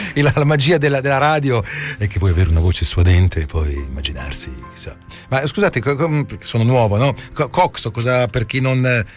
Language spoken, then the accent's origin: Italian; Pesaro, Marche, Italy; born there; in particolare a Pesaro, che tra l'altro è anche la mia città natale oltre ad essere la città di Rossini.